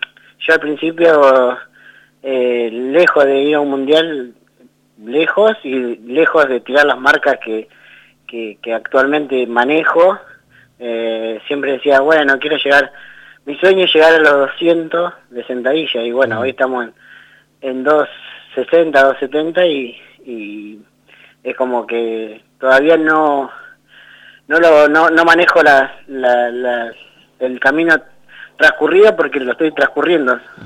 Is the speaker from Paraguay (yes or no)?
no; Carlos Tejedor, Buenos Aires Province, Argentina; now in Santa Rosa, Argentina; Bueno, arranqué hace varios años, yo soy de oriunda de Carlos Tejedor.